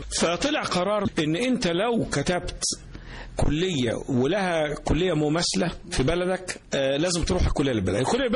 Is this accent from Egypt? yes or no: yes; Mansoura, Dakahlia, Egypt; also born or lived in Cairo; بعد كده معظم حياتي كانت في المنصورة، اتنقلنا وانا سني صغير لمدينة المنصورة، ودخلت مدارس المنصورة، مدرسة الإمام محمد عبده، ومدرسة ابن الأمان، ومدرسة المنصورة الثانوية العسكرية، وبعد كده كلية الطب.